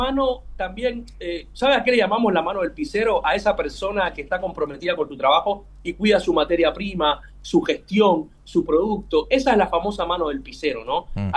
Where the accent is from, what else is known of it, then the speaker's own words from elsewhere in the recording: Cuba; now in Argentina; yo soy cubano, llevo 23 años en la Argentina, vine muy joven.